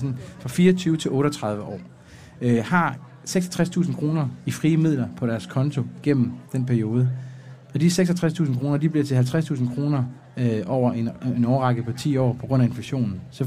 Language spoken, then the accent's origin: Danish; Jutland, Denmark; du ved, jeg er jyde, ikke?